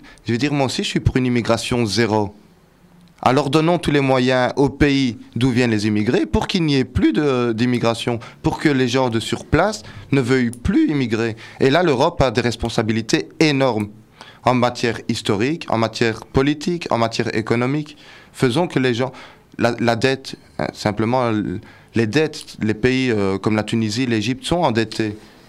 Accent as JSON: {"language": "French", "region": "Brussels", "country": "Belgium", "tie": "born there", "said": "Moi, je suis marocain, mais je suis marocain né à Bruxelles."}